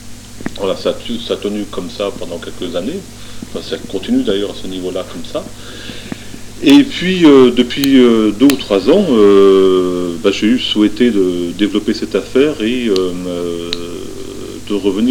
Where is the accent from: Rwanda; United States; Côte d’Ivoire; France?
France; Brittany; now in Marseille, France; Moi, ça fait 20 ans que je vis à Marseille, je suis breton d'origine